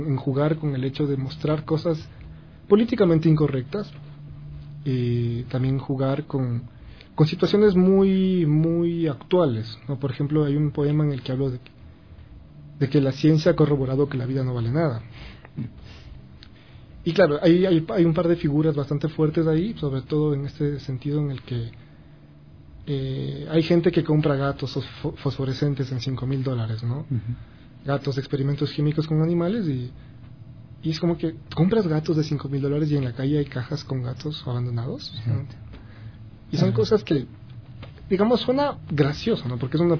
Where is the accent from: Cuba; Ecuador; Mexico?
Ecuador; Y es como que todos somos ecuatorianos.